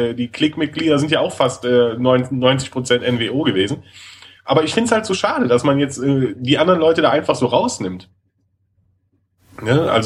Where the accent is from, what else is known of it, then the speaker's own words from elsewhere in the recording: Rhineland, Germany; Ich als Rheinländer habe da natürlich genau ähnliche Lebensbedingungen wie in Rio de Janeiro.